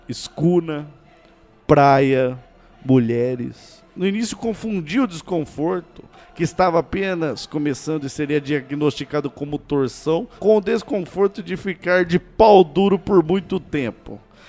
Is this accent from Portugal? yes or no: no; São José dos Campos, São Paulo, Brazil; sou de São José dos Campos também.